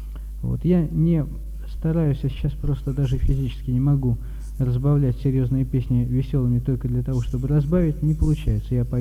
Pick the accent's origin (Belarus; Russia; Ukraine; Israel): Russia; Saratov, Saratov Oblast; born there; now in Tuapse, Russia; Мне 33 года, я родился в Саратове, там же кончил политехнический, инженер-механик электронной техники. Последние 2,5 года живу в городе Туапсе, куда переехал к друзьям